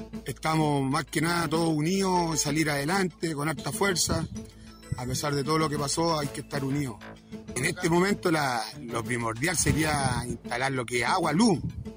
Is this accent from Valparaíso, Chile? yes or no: yes; Quintero, Valparaíso, Chile; soy de la Toma del Sauce. Acá en el sector somos 30 familias.